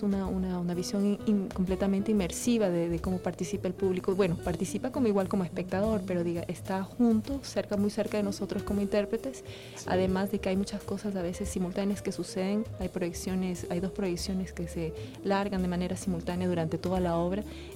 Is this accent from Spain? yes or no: no; Ecuador; also born or lived in Europe; now in Venezuela; yo soy bailarina y coreógrafa ecuatoriana, pero la verdad es que me fui muy joven desde el Ecuador, viví muchos años fuera, en Europa, y viví 15 años aquí en Venezuela.